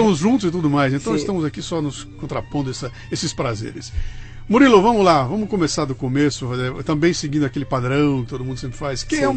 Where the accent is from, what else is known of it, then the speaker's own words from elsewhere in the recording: Bauru, São Paulo, Brazil; accent: Bauru; Vocês estão ouvindo essa voz aqui ao lado com esse sotaque que se contrapõe ao meu sotaque bauruense.